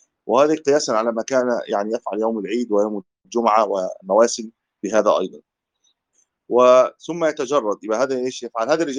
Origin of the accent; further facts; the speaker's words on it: Egypt; تجد النساء عندنا في مصر لما يذهبوا للحج